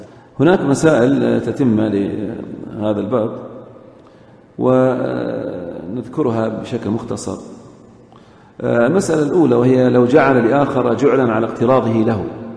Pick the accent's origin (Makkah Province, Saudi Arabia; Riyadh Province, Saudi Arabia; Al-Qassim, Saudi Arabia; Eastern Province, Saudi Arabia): Eastern Province, Saudi Arabia; مثل مثلا الآن الذين يوجدون عندنا في الشرقية مخالفات